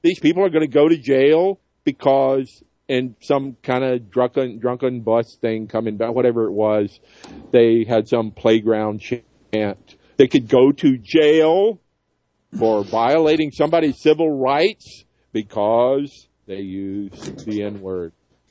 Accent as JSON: {"language": "English", "region": "the South", "country": "United States", "tie": "born or raised there", "said": "That's the way it was, you know, growing up in the South."}